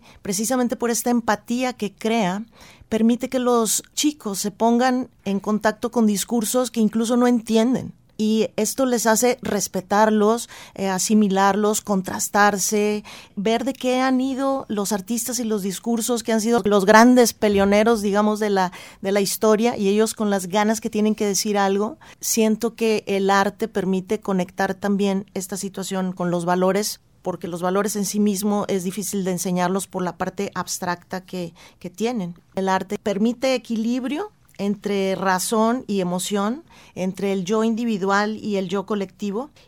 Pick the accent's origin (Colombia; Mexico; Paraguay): Mexico; permite la construcción de la identidad como mexicanos